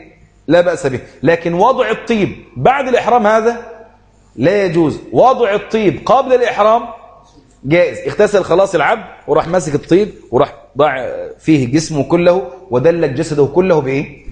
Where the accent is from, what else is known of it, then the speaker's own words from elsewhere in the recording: Egypt; يقول لك جزء الحمام عندنا في مصر غالي جدا